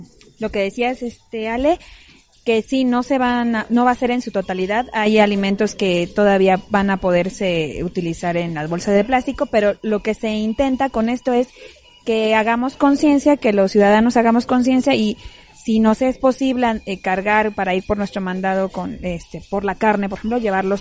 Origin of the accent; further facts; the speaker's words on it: Mexico; Sabemos que en cualquier momento, como mexicanos, andamos comprando todo